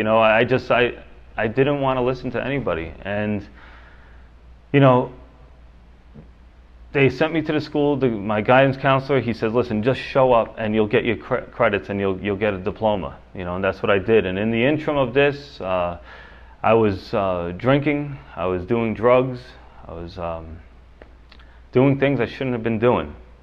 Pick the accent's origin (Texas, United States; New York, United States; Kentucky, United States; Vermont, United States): New York, United States; Yonkers; I was born here in the city of Yonkers, right up the hill. Actually, you go over Executive Boulevard, I was born in St. John's Hospital.